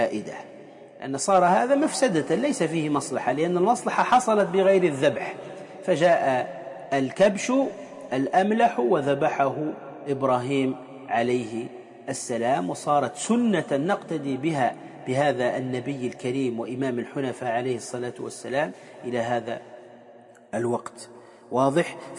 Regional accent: Tunisia; وإن كان كما يقال عندنا في تونس

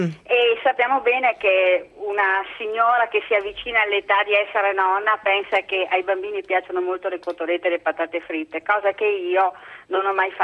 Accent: Verona, Veneto, Italy; Io sono di Verona, perciò Lago di Garda.

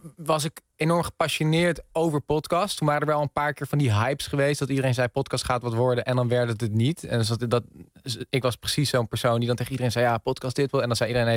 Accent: Eemnes, Utrecht, Netherlands; Maar dan een heel gek plekje van Eemnes. Eemnes kennen mensen.

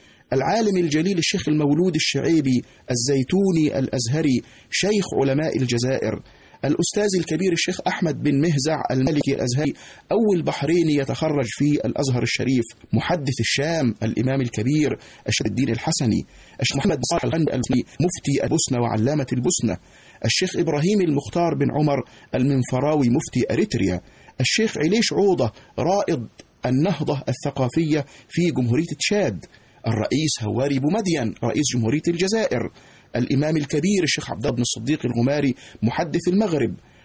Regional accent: Egypt; التي تكشف لنا كمصريين كم أن هذا البلد العظيم استقبل الوافدين من مختلف بلاد المعمورة

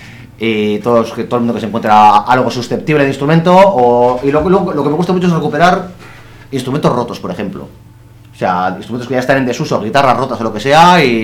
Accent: Portugalete, Basque Country, Spain; yo soy de Portugalete, en concreto Portugalete

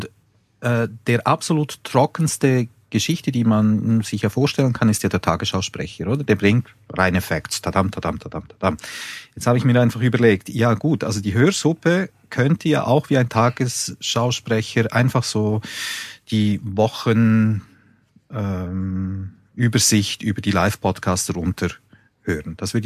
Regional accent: Switzerland; so bringst du mich ganz einfach zum Schweigen als Schweizer.

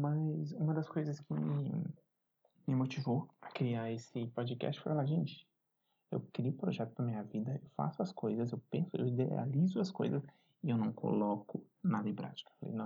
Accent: Belo Horizonte, Minas Gerais, Brazil; eu tenho 27 anos, sou de Belo Horizonte.

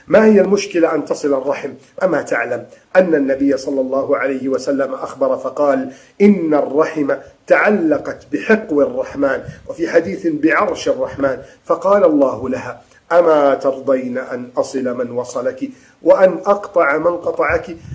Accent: Egypt; اللهم احفظ بلدنا مصر من كيد الكائدين

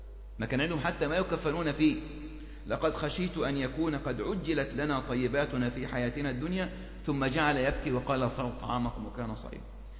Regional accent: Egypt; برضو عندنا في مصر الوقف كان كثير جدا

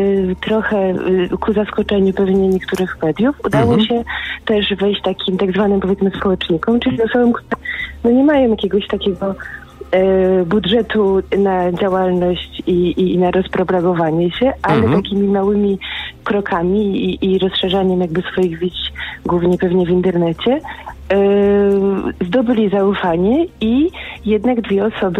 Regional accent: Poznań, Greater Poland Voivodeship, Poland; ja jestem z Poznania

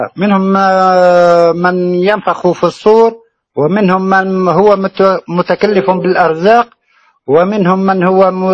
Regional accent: Tunisia; أنا من تونس سيدي الفضل.

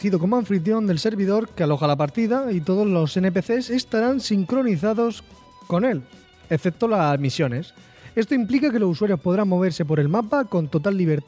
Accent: Region of Murcia, Spain; Me siento menos murciano

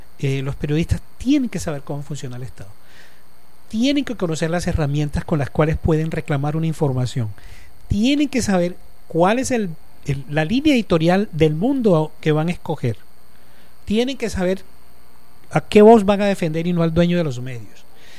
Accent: Cartagena, Bolívar, Colombia; also born or lived in Montes de María / Bogotá; yo soy costeño, yo nací en los Montes de María. Me crié en Cartagena.

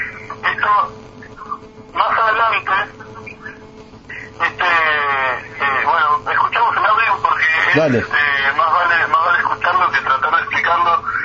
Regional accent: Argentina; nuestra tendencia como argentinos

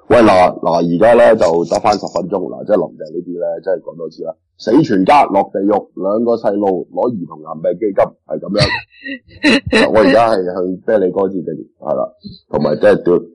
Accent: Hong Kong; 咁我哋香港人全部都系古惑仔嚟噶啦

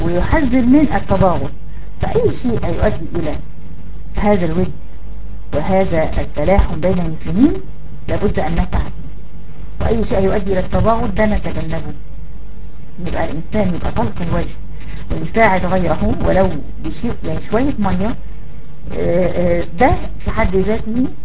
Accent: Egypt; الاناء الممتلئ بالماء اللي احنا بنقول عليه عندنا في مصر الجردل

